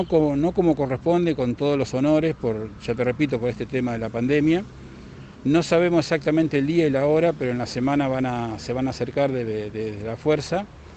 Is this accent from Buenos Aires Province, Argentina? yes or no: yes; Cañuelas, Buenos Aires Province, Argentina; Yo, a decir verdad, somos de acá de Cañuelas